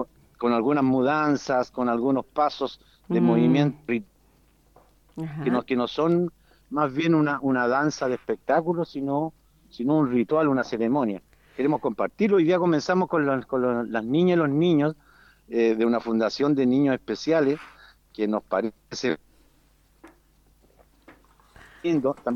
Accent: Valparaíso, Chile; Venimos de la provincia de Petorca, de la región de Valparaíso, de Chile.

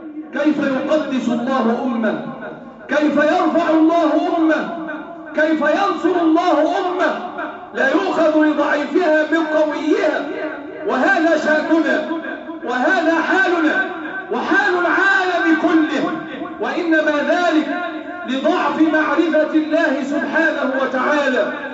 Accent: Egypt; احفظ بلادنا مصر وسائر بلاد المسلمين،

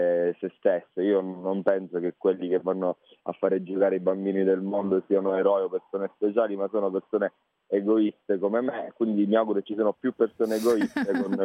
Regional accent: Sicily, Italy; accent: Sicilian; Sono della provincia più meridionale, la provincia di Ragusa, conosciuta per il barocco

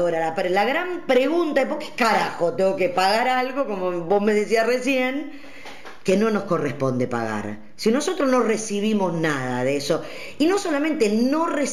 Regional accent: Argentina; como pueblo, como nación argentina

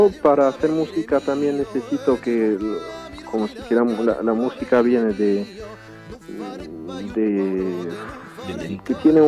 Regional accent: France; hablar aquí a la gente de Francia de por qué soy francés finalmente.

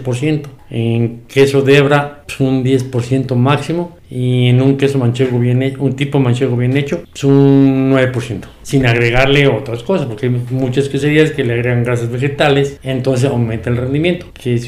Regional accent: Puebla, Mexico; Yo estuve trabajando, salí de trabajar de Puebla a trabajar en ranchos.

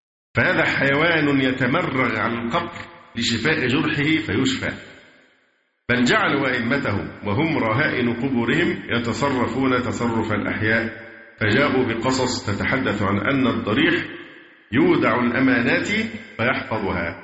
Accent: Egypt; برضو المشاكل اللي عندنا في مصر في موضوع الأضرحة

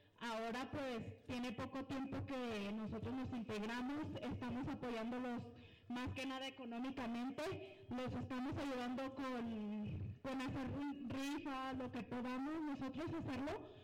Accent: Estancia de Guadalupe, Mexico; Soy de Estancia de Guadalupe.

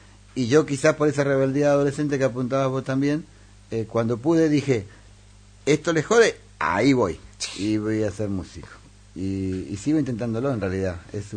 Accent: Resistencia, Chaco, Argentina; moved away; yo dejé mi ciudad natal, que es Resistencia, en el Chaco, en Argentina, que está a 1.000 kilómetros de Buenos Aires. En realidad estoy mucho más cerca de Paraguay que de Buenos Aires.

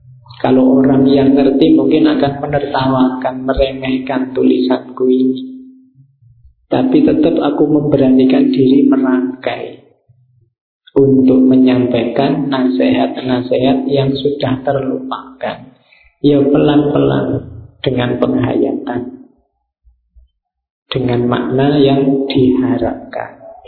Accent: Java, Indonesia; karena saya orang Jawa ya yang diangkat Jawa-Jawa.

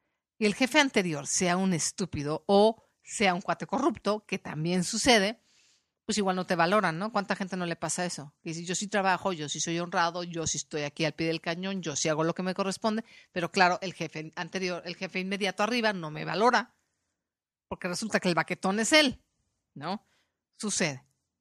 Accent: Mexico; por lo menos en mi país, en México

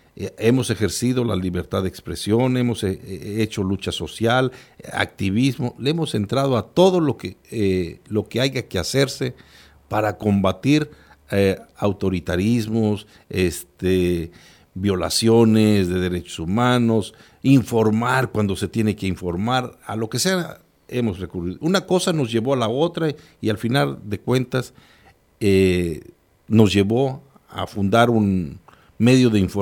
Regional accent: State of Mexico, Mexico; Yo vengo de una zona caliente, en una zona rural. A veces hablar de decir yo vengo del Estado de México, uno imaginaría, ah, pues es de una zona urbana. No, yo vengo de una zona rural completamente, donde un municipio que apenas tiene 35 mil habitantes, que colindamos con el Estado de Guerrero

